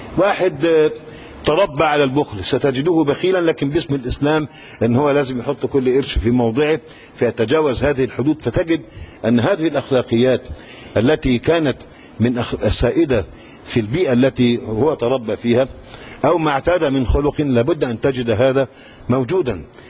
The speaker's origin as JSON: {"language": "Arabic", "town": "Cairo", "region": "Cairo Governorate", "country": "Egypt", "said": "وده اللي معروف عندنا في القاهرة"}